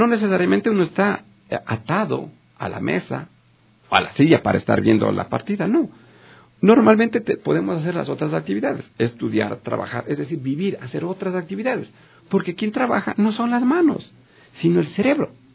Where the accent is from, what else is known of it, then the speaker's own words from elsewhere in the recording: Ecuador; vivo en Ecuador, soy ecuatoriano y quiero representarle a mi país.